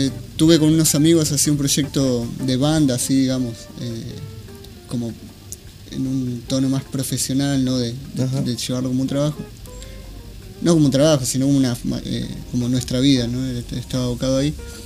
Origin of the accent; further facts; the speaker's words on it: Patagonia, Argentina; soy del sur de Argentina, soy de la Patagonia, y tiene un linaje así también, Tehuelche.